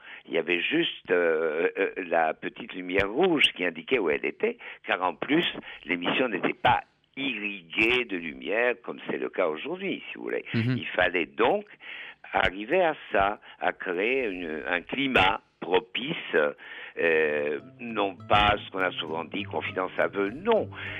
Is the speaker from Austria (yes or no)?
yes; Vienna, Austria; moved away; Mon enfance, une partie de mon enfance s'est passée à Vienne. Et Vienne, à l'époque, je suis quand même né dans les années 30.